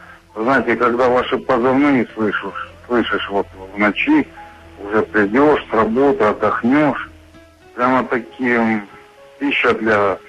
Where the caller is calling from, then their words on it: Pyatigorsk, Stavropol Krai, Russia; Я вам звоню из Пятигорска.